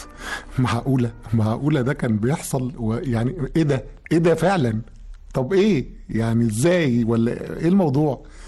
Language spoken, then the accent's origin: Arabic; Egypt; انا عارف مزيكتنا، انا مصري ومصري نقول اراري